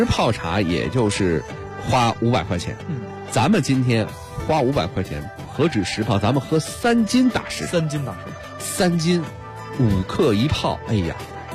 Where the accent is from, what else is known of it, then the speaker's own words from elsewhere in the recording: Beijing, China; 咱们北京人喝茉莉花，谁都喝过